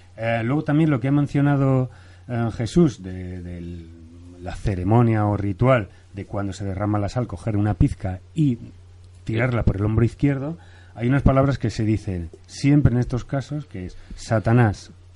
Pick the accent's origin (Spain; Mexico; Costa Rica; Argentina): Spain; Torrevieja, Valencian Community; yo os puedo decir por experiencia personal que provengo de Torrevieja, que es el sitio, la salina más grande